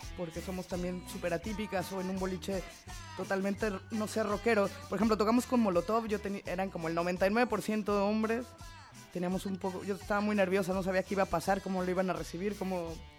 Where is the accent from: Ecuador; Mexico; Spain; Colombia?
Mexico; Veracruz; now in Argentina; Yo soy de Veracruz, que es la costa del Atlántico.